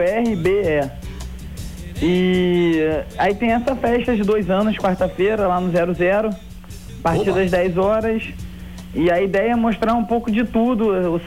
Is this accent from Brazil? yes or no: yes; Rio de Janeiro, Brazil; Eu sou aqui do Rio